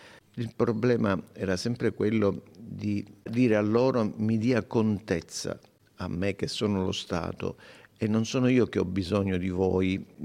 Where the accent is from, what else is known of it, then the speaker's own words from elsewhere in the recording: Sicily, Italy; io sono siciliano come lei, sappia che per fare qualcosa di utile per la nostra Sicilia io sono disponibile.